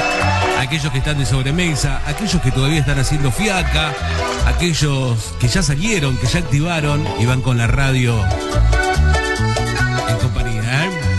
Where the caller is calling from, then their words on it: Rancul, La Pampa, Argentina; de Rancul, La Pampa.